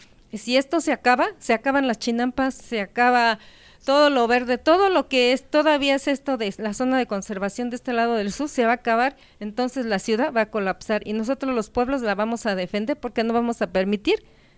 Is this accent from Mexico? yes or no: yes; Santa Cruz Acalpizca, Mexico City, Mexico; Mi pueblo, Santa Cruz Acalpizca, fue el primer pueblo nahuatlaca asentado aquí en esta zona de Xochimilco.